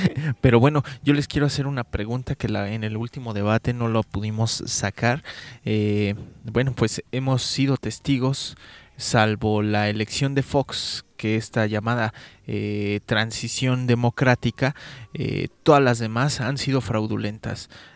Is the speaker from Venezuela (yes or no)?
no; Mexico; ¿Qué nos queda como mexicanos?